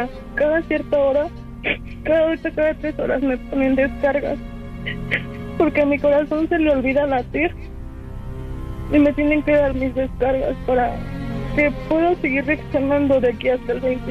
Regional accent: Toluca, State of Mexico, Mexico; No, yo soy de Toluca.

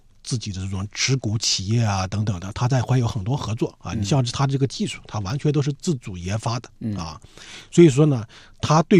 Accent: China; 我们中国人讲究关系啊

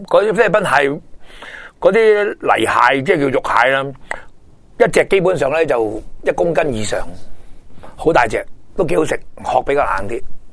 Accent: Hong Kong; 不过就我哋香港人啊，做得手法冇咁粗暴啲，比较斯文啲咯。

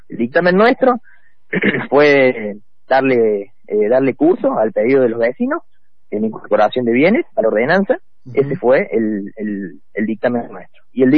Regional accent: Villa Jardín, Buenos Aires, Argentina; Yo soy nativo, criado en Villa Jardín, me hablas de San Pedro, de toda esa zona, y en los afectuosos es algo muy importante para mí. Yo me crié jugando en toda esa zona.

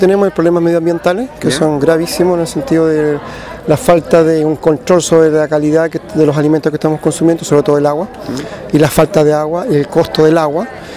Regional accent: Copiapó, Atacama, Chile; De Copiapó.

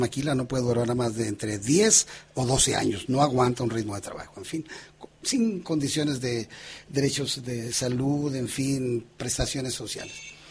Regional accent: Durango, Mexico; Yo soy de Durango, el lugar donde se produce la mayor parte de la amapola

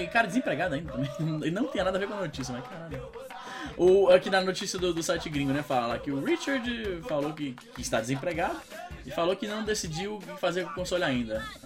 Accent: Fortaleza, Ceará, Brazil; minha família é toda do interior do Ceará, né? Eu sou de Fortaleza, assim, Fortaleza, mas as minhas raízes são ali no interior, ali, Quixadá, Canindé, né? Ali pros lados das serras e tal.

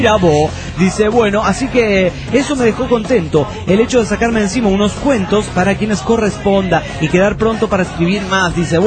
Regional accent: Mérida, Yucatán, Mexico; de Mérida, Yucatán.

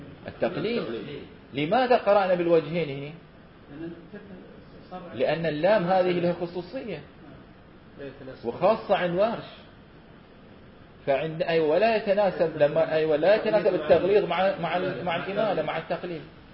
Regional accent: Bahrain; في غزال عندنا في البحرين

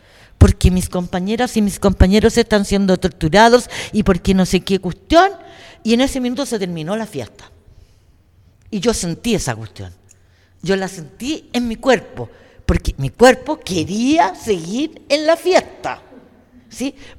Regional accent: Chile; moved away as an adult; Porque yo salí de Chile, después que estuve presa

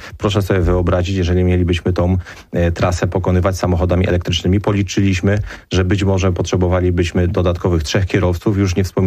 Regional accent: Silesian Voivodeship, Poland; ja też pochodzę z województwa śląskiego

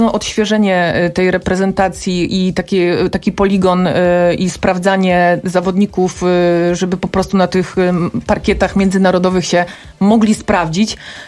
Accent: Rzeszów, Subcarpathian Voivodeship, Poland; Ja twoje jestem Rzeszowianką

